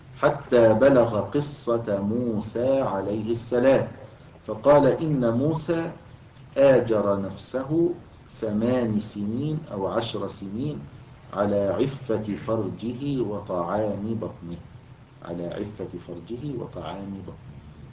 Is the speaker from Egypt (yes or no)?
yes; Egypt; يعني كان موجودا عندنا في مصر الوقت قريب يعني في القرى